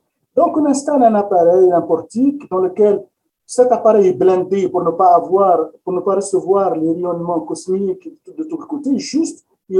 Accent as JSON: {"language": "French", "region": "Quebec", "country": "Canada", "said": "chez nous au Québec"}